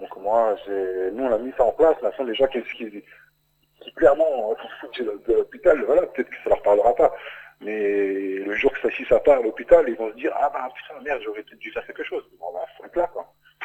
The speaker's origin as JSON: {"language": "French", "town": "Remiremont", "region": "Grand Est", "country": "France", "tie": "born there", "said": "je suis né à Armermont également."}